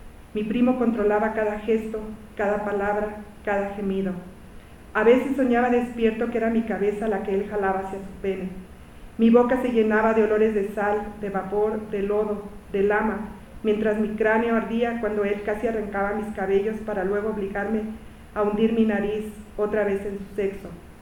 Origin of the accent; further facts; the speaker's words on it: Ciudad Juárez, Chihuahua, Mexico; also born or lived in El Paso; Cuando yo crecí en Ciudad Juárez y en El Paso